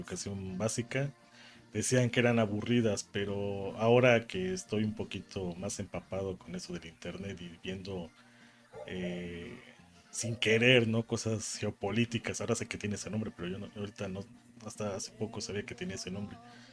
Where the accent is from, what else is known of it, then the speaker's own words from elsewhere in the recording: Puebla, Mexico; como saben que soy de Puebla